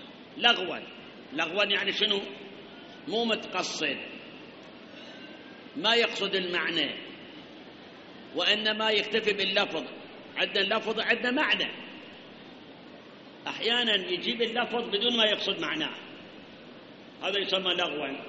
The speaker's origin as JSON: {"language": "Arabic", "country": "Iraq", "said": "مسألة أخرى الآن عندنا بالعراق"}